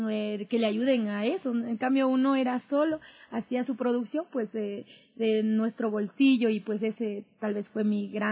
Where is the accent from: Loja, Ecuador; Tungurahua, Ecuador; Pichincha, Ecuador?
Tungurahua, Ecuador; Ambato; Yo viví más o menos 14 años en un lugar que se llama Pasa. Yo soy de Ambato.